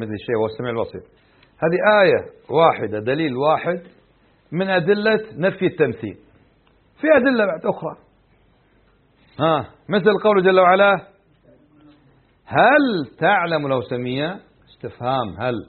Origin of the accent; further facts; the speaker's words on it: Kuwait; عندنا في الكويت ليس للنفي